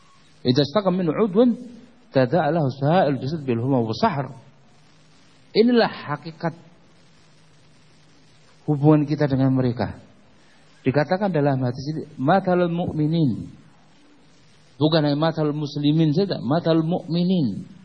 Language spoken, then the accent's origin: Indonesian; Indonesia; Kemudian jamaah di situ bertanya, mau kemana? Orang mana? Orang Indonesia.